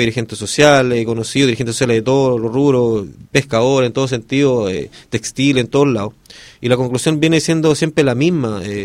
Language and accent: Spanish; Los Molles, Valparaíso, Chile; porque soy de los Molles, porque soy presidente de la Junta de Vecinos nomás.